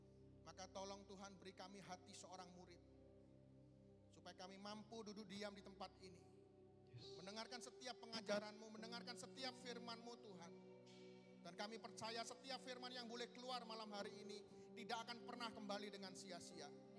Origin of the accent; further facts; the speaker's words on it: Surabaya, East Java, Indonesia; apa kabar? Saya dari Surabaya. Tepatnya saya bergereja di paroki Santo Marinus Surabaya, itu di daerah Kenjeran.